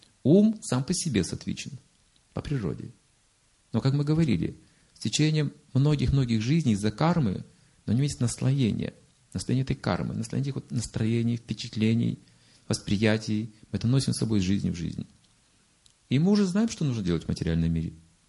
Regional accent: Russia; А что же было там? Я же, кажется, из России. Ну да.

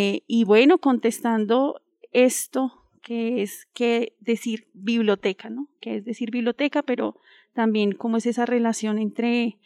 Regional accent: Bogotá, Bogotá Capital District, Colombia; Bueno, venimos de Husme, sí, el contexto, venimos de Husme rural

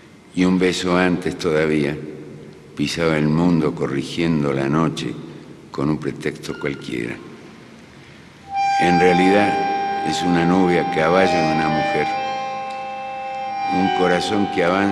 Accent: Argentina; Y emigraron a la Argentina. Y soy el único argentino de la familia. De esa familia original, de ese núcleo original. Y soy argentino porque en el momento del parto quería estar al lado de mi madre

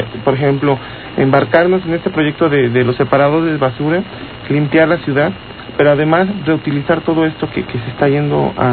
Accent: Mexico; estamos aquí, somos mexicanos

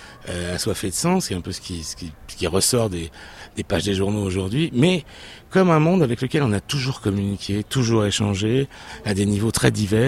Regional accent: Niort, Nouvelle-Aquitaine, France; Et je viens de l'ouest de la France, une petite ville qui s'appelle Niort, et dans laquelle rien ne me prédisposait ni au grand voyage, ni aux rencontres avec l'Orient arabe.

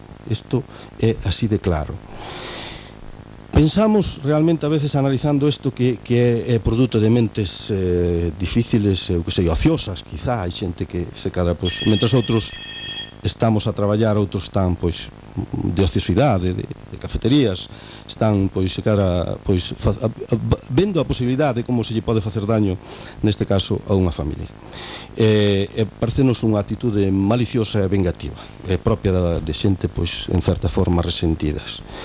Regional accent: Arzúa, Galicia, Spain; Nos, sencillamente, somos unha familia que somos de Viñós, da Arzúa, de toda a vida

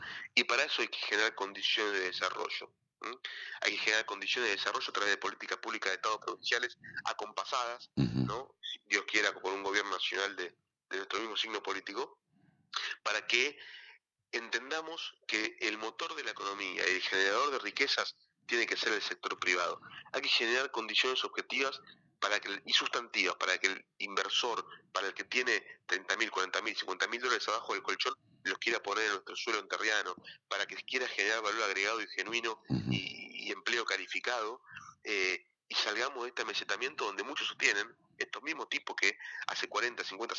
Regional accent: Concepción del Uruguay, Entre Ríos, Argentina; Mis viejos, yo soy de Concepción del Uruguay, mis papás también, pero me decían que de chicos iban a bailar a Concordia

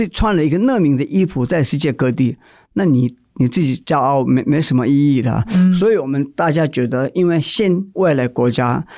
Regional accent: India; moved away as an adult; now in Taiwan; 在印度长大的，所有的我亲戚朋友我已经离开

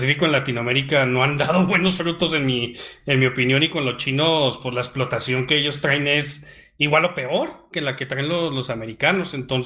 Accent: northern Mexico, Mexico; Nosotros somos los norteños

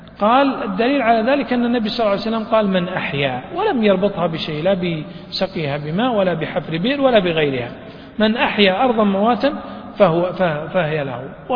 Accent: Riyadh, Riyadh Province, Saudi Arabia; يعني مثلا تذهب مثلا إلى طريق أو الوادي عندنا في الرياض، وادي الحائر يمشي فيه الماء

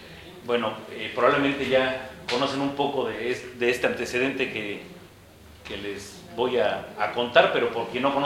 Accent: Chiapas, Mexico; vengo del estado de Chiapas, México.

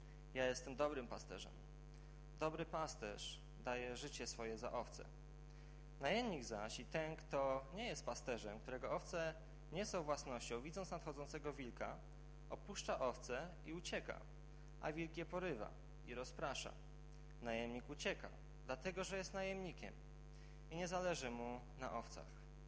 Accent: Warsaw, Masovian Voivodeship, Poland; jako warszawiak no niewiele wiem na temat paszenia owiec

